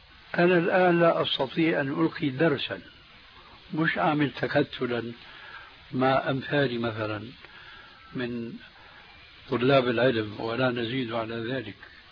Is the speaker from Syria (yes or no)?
yes; Syria; كما يقولون عندنا في سوريا ما عندهم بقى عمل إلا سند الحيطان